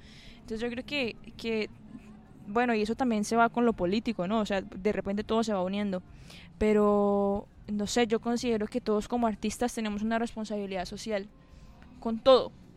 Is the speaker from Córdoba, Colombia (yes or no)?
no; Santander, Colombia; a mí como santandereana, ¿qué me corresponde? Mi páramo.